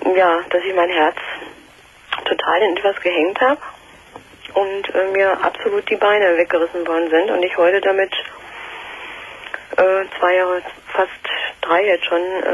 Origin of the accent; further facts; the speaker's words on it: Berlin, Germany; ich komme eigentlich aus Berlin, bin von Berlin von einer super Schule, also wo alles stimmte, Schulleitung, Kollegium, alles einfach nach Bayern gezogen, mhm, habe da so anderthalb Jahre gearbeitet